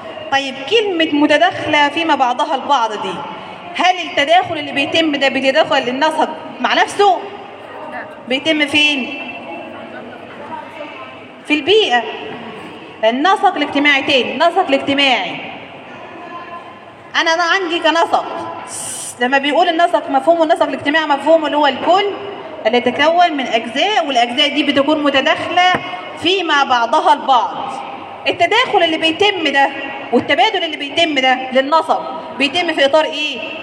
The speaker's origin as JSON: {"language": "Arabic", "town": "Mallawi", "region": "Minya Governorate", "country": "Egypt", "lives_now": "Asyut, Egypt", "said": "لكن انا اصلا مش من اسيوط، يعني انا اصلا من ملوي. لكن انا دلوقتي بقيت قاعد في محافظه اسيوط وشغلي في اسيوط وفي كليتي."}